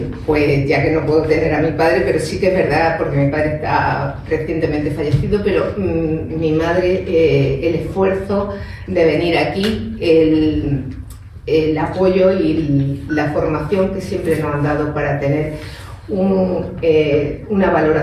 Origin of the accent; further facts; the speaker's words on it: Granada, Andalusia, Spain; Yo siendo granadina del kilómetro cero de Granada